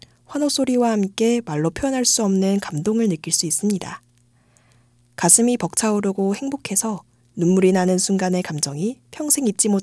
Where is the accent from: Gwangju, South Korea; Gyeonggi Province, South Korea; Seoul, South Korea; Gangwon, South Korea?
Gyeonggi Province, South Korea; Yangpyeong; 여러분, 사실 양평은 저의 고향이랍니다.